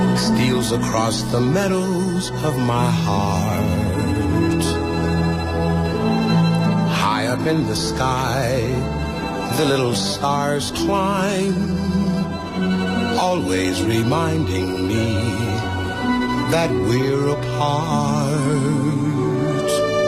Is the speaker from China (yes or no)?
yes; China; 那其实作为中国人